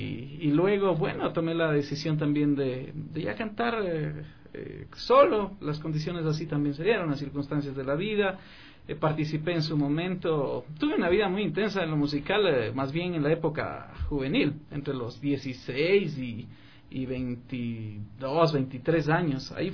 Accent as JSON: {"language": "Spanish", "town": "Riobamba", "region": "Chimborazo", "country": "Ecuador", "tie": "born or raised there", "said": "soy tan querendón de la tierra, soy de la tierra. Soy de Riobamba, de la Armada Sultana de los Andes. Mis padres, en fin, son de allá, de Chimborazo, de un pequeño cantón hermoso llamado Penipe, el pueblo de la solidaridad."}